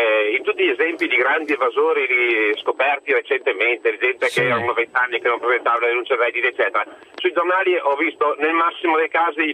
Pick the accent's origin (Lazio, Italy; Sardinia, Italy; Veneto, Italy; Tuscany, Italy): Veneto, Italy; Verona; io sono di Verona